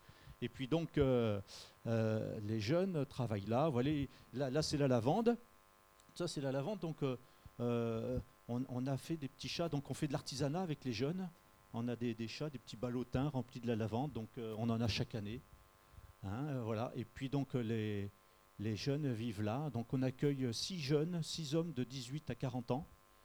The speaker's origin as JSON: {"language": "French", "town": "Montferrat", "region": "Provence-Alpes-Côte d'Azur", "country": "France", "said": "donc on vient du Var, donc un petit village qui s'appelle Montferrat. On est dans les collines."}